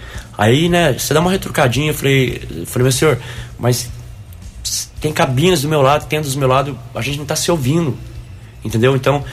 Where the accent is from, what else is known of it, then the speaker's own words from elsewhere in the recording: Guaxupé, Minas Gerais, Brazil; Aí, de onde você é? Sou de Guaxupé. Terra boa, hein? Terra do leite.